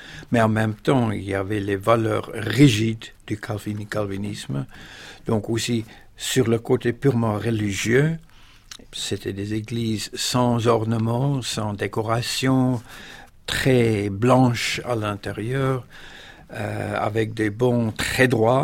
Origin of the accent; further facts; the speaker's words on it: South Africa; première fois de ma vie que j'étais forcé de me rendre compte, non pas seulement de ce qui se passait chez moi en Afrique du Sud